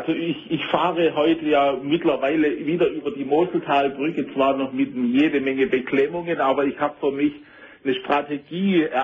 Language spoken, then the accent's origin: German; Southern Germany, Germany; Ich fahre öfters mal nach Süddeutschland, da komme ich her, hörst du wahrscheinlich an meinem Dialekt.